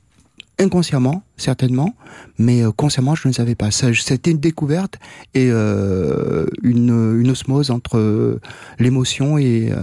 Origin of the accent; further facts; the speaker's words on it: Réunion, France; moved away; la question de mon enfance à La Réunion était il y avait une certaine souffrance